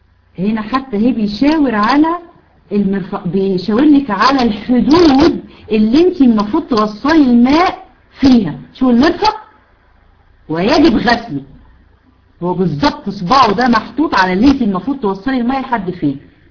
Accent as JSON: {"language": "Arabic", "country": "Egypt", "said": "الكوع احنا عندنا في مصر اسمه كوع."}